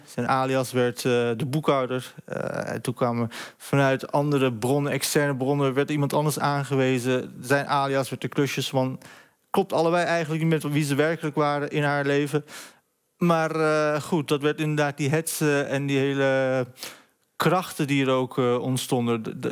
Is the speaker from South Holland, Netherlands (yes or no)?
no; Deventer, Overijssel, Netherlands; En kijk, ik ben Deventenaar, dus ja. Ik herken natuurlijk ook plekken.